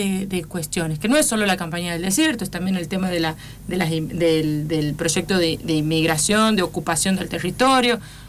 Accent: Santiago del Estero, Argentina; porque soy Santiago del Estero

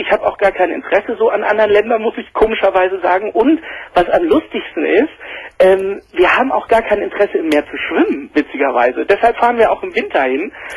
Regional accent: Dresden, Saxony, Germany; born there; Ich bin sogar in Dresden geboren.

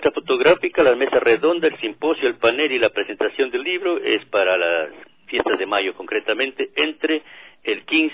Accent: Macas, Morona Santiago, Ecuador; Tengo experiencia en mi tierra, yo soy de aquí de Macas

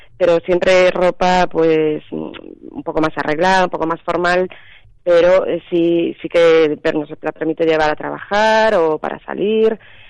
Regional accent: Cuntis, Galicia, Spain; born there; Sí, bueno, yo no, yo nací en Cuntis.

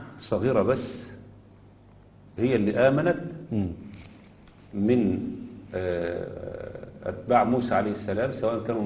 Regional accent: Egypt; لا انا مصري بحب مصر وعايش فيها

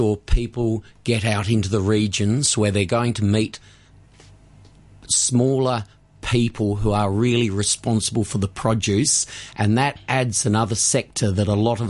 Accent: Tasmania, Australia; I have a passion for Tasmania. I grew up in Tasmania.

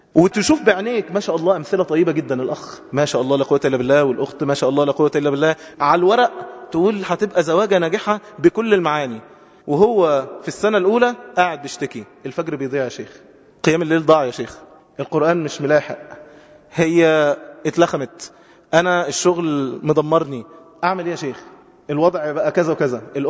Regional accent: Egypt; عندنا في مصر أكتر من 5 مليون عانس

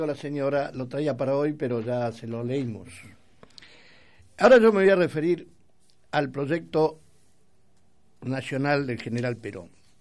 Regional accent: Argentina; Y como somos argentinos, estaba pensado para nosotros, los argentinos

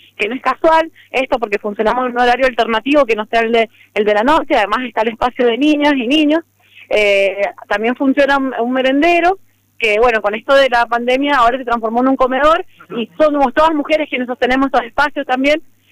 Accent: Mendoza, Argentina; soy profe del Bati, además vivo en el barrio Las Favoritas, nacida y criada en Las Favoritas

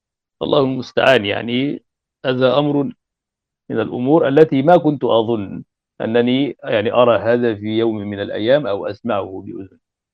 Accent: Egypt; يعني هذا مثل عندنا في مصر شائع

